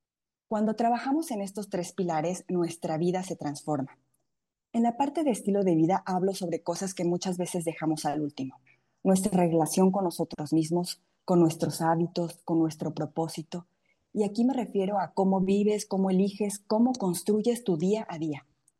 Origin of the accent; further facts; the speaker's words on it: Hidalgo, Mexico; now in Monterrey, Mexico; soy mexicana, originaria del estado de Hidalgo.